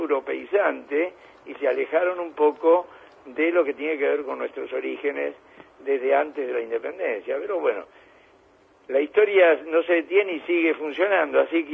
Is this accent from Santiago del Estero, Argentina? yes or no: no; Berisso, Buenos Aires Province, Argentina; los inmigrantes venían, como en mi pueblo, en Berisso